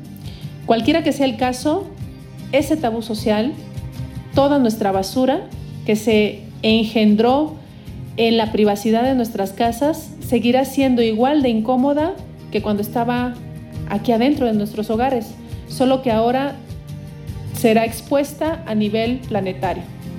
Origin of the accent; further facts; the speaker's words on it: Mexico; cada uno de nosotros como mexicanos, como habitantes de este planeta